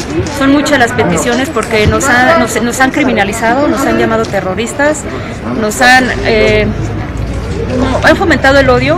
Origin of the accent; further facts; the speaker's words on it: Mexico City, Mexico; born there; Soy nacida en la Ciudad de México